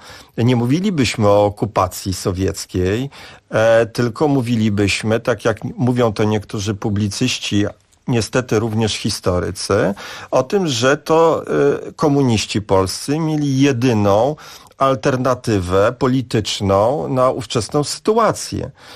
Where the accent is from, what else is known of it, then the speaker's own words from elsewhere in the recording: Warsaw, Masovian Voivodeship, Poland; tak jak ja jako warszawiak patrzę